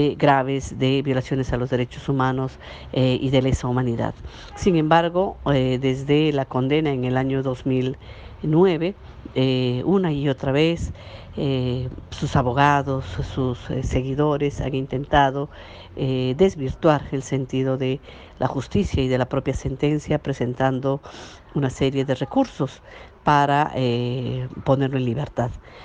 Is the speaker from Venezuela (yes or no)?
no; Peru; como peruanos y peruanas estamos indefensos frente a las instituciones del Estado